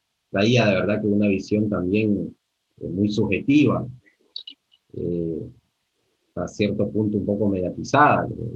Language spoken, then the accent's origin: Spanish; Honduras; los saberes ancestrales en mi país, donde vengo, donde nací, en Honduras, específicamente, hay comunidades totalmente abandonadas por el Estado.